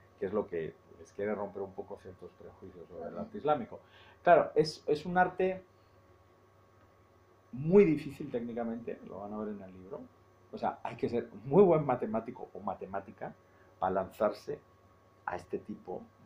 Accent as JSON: {"language": "Spanish", "town": "Seville", "region": "Andalusia", "country": "Spain", "tie": "born or raised there", "said": "Ahí en mi tierra, en Sevilla"}